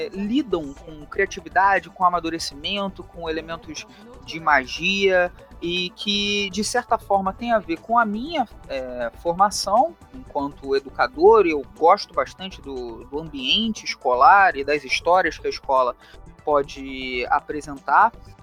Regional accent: Rio de Janeiro, Brazil; accent: carioca; eu leciono na rede estadual aqui no Rio de Janeiro. Meu sotaque não permite negar esse chiado, essa coisa

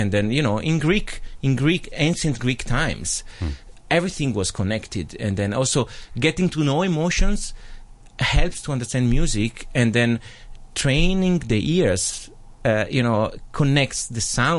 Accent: Cremona, Lombardy, Italy; because just you mentioned that I come from Cremona

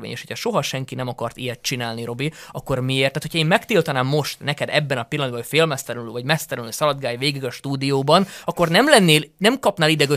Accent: Zakarpattia Oblast, Ukraine; de most én azt látom kárpátaljaiként, én azt mondom, hogy annyit hallgattuk már, hogy az oroszok ilyen rosszak

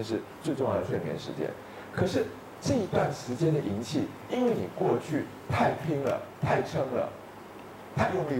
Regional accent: Taiwan; 所以我作为一个台湾人，我很喜欢把失眠的责任推卸给零的干扰

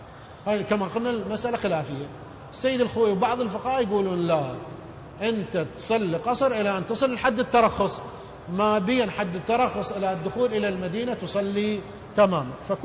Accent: Iraq; يعني مثلا احنا عندنا بالعراق شخص إذا يسعى ببناء بيت بشكل تدريجي

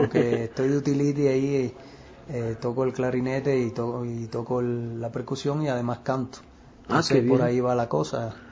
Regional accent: Sancti Spíritus, Cuba; yo soy cubano y soy de una de las primeras 7 villas fundadas en Cuba, en el centro del país, que se llama Santi Espíritu, que es en latín, por supuesto, ¿no? Que es Espíritu Santo el nombre. Y fue fundada en 1514.

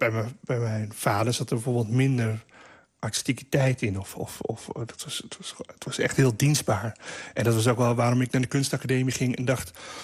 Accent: Roelofarendsveen, South Holland, Netherlands; als er ijs lag bij ons in Roelofarendsveen, dan kwamen gewoon alle cliënten kwamen schaatsen

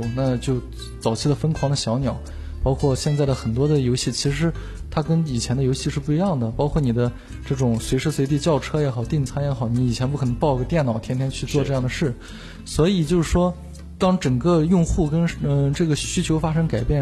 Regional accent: Xi'an, Shaanxi, China; 那时候我初一， 那时候在我的老家是一个省会城市，在西安

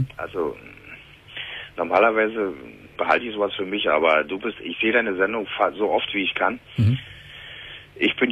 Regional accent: Leipzig, Saxony, Germany; born there; now in Brandenburg, Germany; ich wohne im Land Brandenburg und bin geboren in Leipzig.

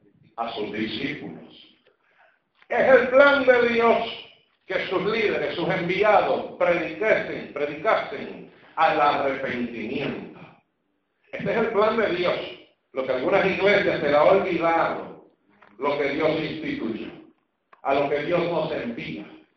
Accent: Puerto Rico; Bueno, todavía hablo un poco chino. Imagínate tú, soy puertorriqueño.

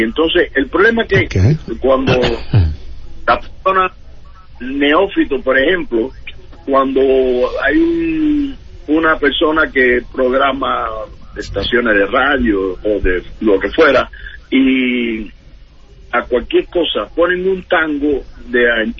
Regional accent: Cuba; moved away as an adult

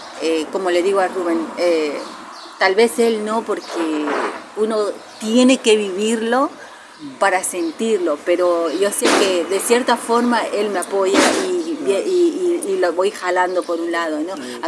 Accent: Bolivia; recién en mi país, con el gobierno de Evo, de hace 14 años, hay que reconocerlo

